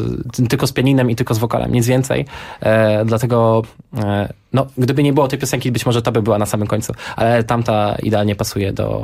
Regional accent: Lublin Voivodeship, Poland; z Lubelszczyzny, czyli stamtąd z Lublina, Kraśnika, gdzie pochodzimy

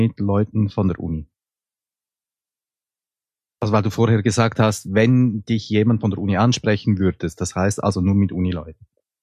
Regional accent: Switzerland; Das musst du mir als Schweizer also erklären, weil ich bin nicht Deutsch und so.

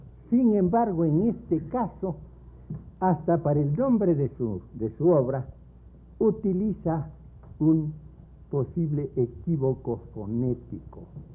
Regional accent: Loja, Ecuador; un campesino de mi pueblo, de Loja

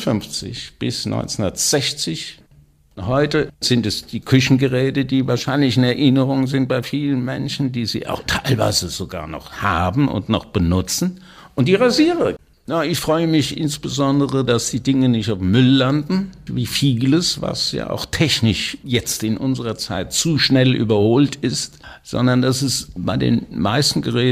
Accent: Wiesbaden, Hesse, Germany; born there; In Wiesbaden, wo ich geboren bin, und habe da 2 Semester studiert, Innenarchitektur.

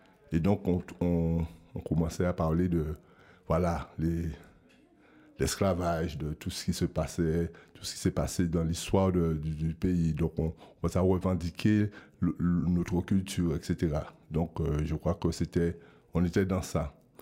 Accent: Guadeloupe; Et je viens de la Guadeloupe.

